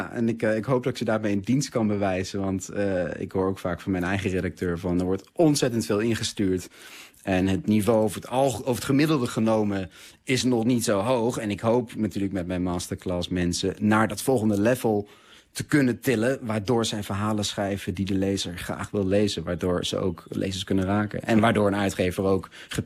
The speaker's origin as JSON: {"language": "Dutch", "country": "Netherlands", "said": "En ik ben Nederlander"}